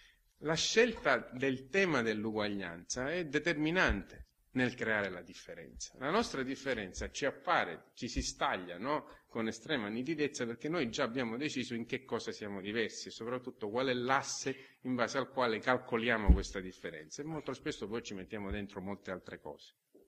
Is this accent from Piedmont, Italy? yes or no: no; Sicily, Italy; Dopodiché le ho detto, no, vabbè, però sono siciliano.